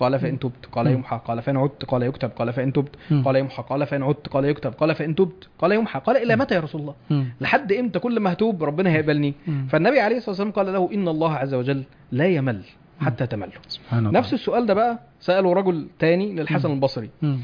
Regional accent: Egypt; واحنا من اهل مصر

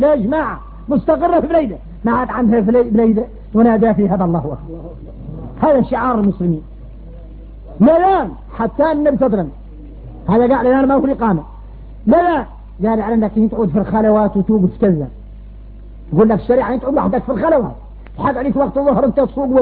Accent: Mauritania; لباس احنا موريتاني اذا خارجنا غريب

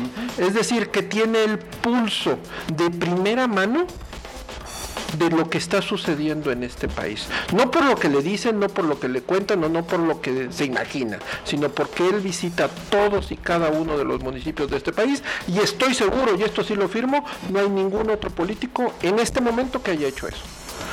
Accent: Querétaro, Mexico; la tasa de desempleo de nuestro estado siempre está por arriba de la media nacional

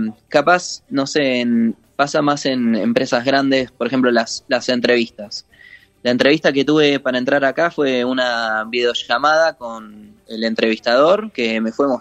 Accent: Argentina; No, acá sí, argentino.

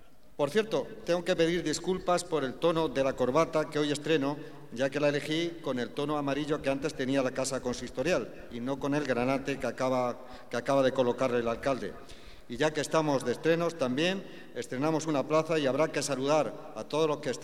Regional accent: Bailén, Andalusia, Spain; el encargarme la tarea de pregonar las fiestas de mi pueblo

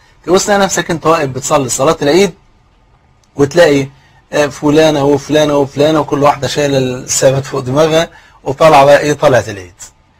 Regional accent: Egypt; وزي ما يقول كده المثل عندنا في مصر، اللي ما يعرفك يجهلك

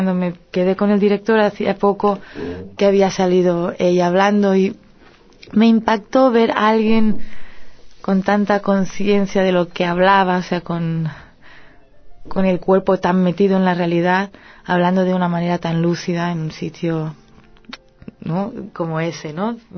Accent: Catalonia, Spain; first language Catalan; Spanish is a second language; Por otra parte está el idioma. Es mi lengua materna, el catalán.

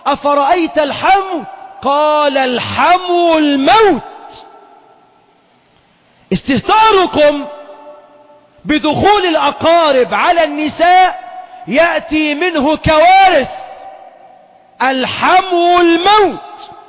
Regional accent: Egypt; عندنا في مصر أكثر من 12 مليون عانس

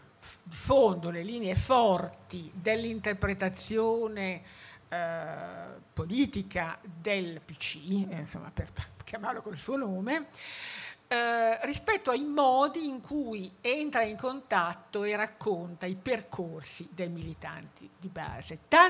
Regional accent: Stradella, Lombardy, Italy; moved away as an adult; now in Milan, Italy; io sono di Stradella, anche se Milano mi ha abbagliato con le sue luci subito e diciamo mi sono radicata a Milano senza riserve, ma anch'io fino a 18 anni sono stata in un paese, no?

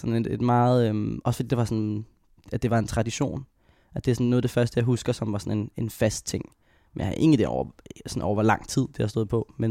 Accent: Hvidovre, Capital Region of Denmark, Denmark; Så jeg boede sammen med dem og min storebror i Hvidovre.

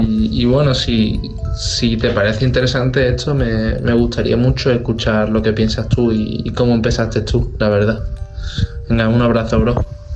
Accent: Seville, Andalusia, Spain; de Sevilla, tengo 19 años

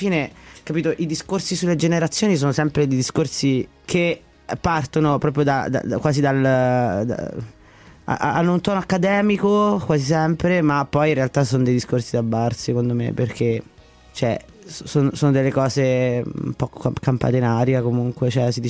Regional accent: Latina, Lazio, Italy; Io sono di Latina innanzitutto, la scuola di Latina.

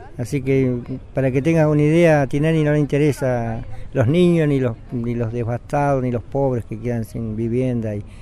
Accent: Patagonia, Argentina; es un enorme orgullo como argentino y como patagónico.

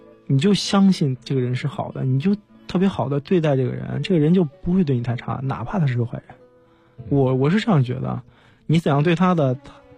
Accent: China; 我是一个中国人

